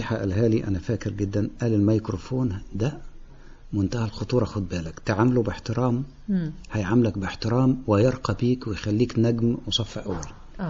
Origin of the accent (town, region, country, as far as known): Sohag, Sohag Governorate, Egypt